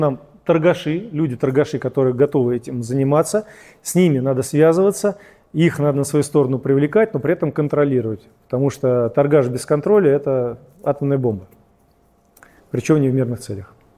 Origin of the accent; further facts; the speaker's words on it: Moscow Oblast, Russia; мой муж, свадьба у нас, и мы сюда переехали, он здесь вот работает. А так вообще-то я из Подмосковья.